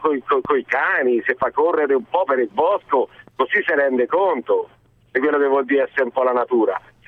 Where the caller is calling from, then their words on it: Arezzo, Tuscany, Italy; Pronto? Ciao, sono d'Arezzo